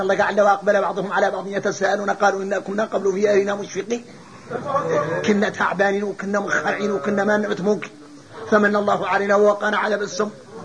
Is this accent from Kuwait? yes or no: no; Mauritania; يا اخوتي ذا شو احنا موريتاني ما مضيعنا الجهل